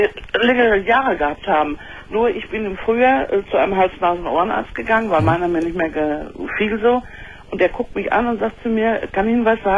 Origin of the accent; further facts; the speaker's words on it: Dortmund, North Rhine-Westphalia, Germany; Wir haben in Dortmund, ich komme aus Dortmund, nur einen Hormonspezialisten